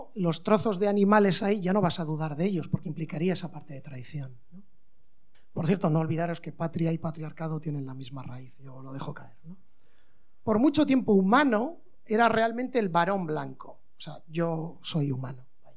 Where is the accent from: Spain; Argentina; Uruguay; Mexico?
Spain; Basque Country; porque soy de Euskal Herria